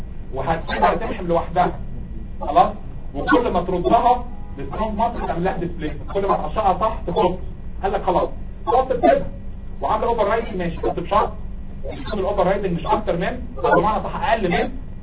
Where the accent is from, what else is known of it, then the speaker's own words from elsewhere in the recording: Egypt; عندنا في مصر ما بتبقاش طفل فيزيكال ايجيبشن انفانت لو مش بتعيط 24 ساعه